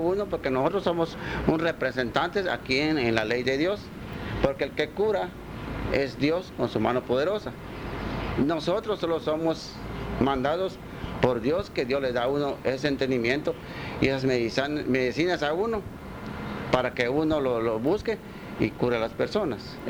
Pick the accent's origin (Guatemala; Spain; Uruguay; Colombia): Guatemala; Melchor de Mencos, Petén; Yo crecí aquí en Melchor de Mencos